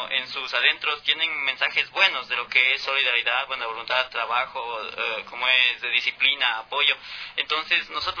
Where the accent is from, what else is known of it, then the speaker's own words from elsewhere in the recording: Ecuador; que se sientan como somos los otakus de Ecuador.